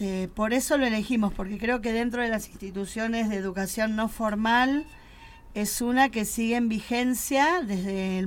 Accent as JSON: {"language": "Spanish", "region": "Buenos Aires", "country": "Argentina", "moved": "yes", "said": "Nosotros no comenzamos acá, hace 3 años que nos mudamos, éramos de Buenos Aires, de la zona"}